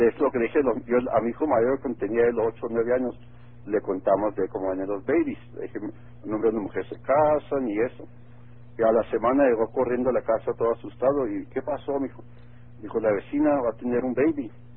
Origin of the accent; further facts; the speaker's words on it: Mexico; also born or lived in United States; Yo soy mexicano, pero nacido en United States.